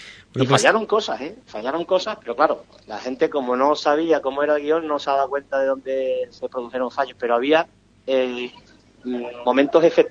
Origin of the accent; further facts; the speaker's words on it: Ubrique, Andalusia, Spain; todos los que han estado ahí son de mi tierra, son de mi Ubrique